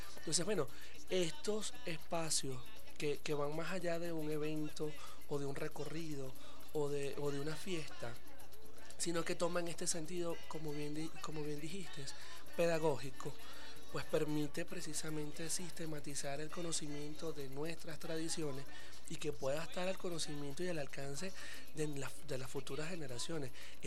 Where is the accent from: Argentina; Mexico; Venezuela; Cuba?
Venezuela; Caracas, Capital District; lo digo porque soy caraqueño